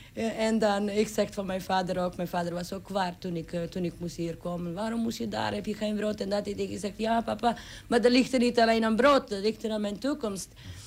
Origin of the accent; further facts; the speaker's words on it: Serbia; Dutch is a second language; now in Netherlands; Ik kom uit Serbië, van stad, maar ik leef in een boerderijtje vlakbij stad.